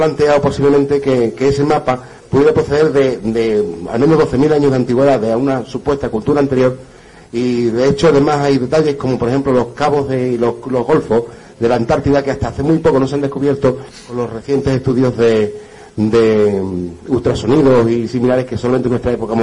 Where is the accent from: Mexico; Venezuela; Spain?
Spain; Huelva, Andalusia; yo que soy de Huelva